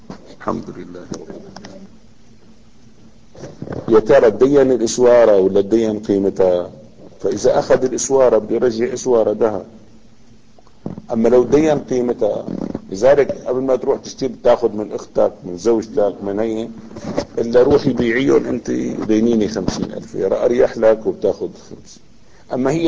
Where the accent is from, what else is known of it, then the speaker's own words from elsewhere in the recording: Damascus, Damascus Governorate, Syria; كانت الليرة الفضة الموجودة عندنا في دمشق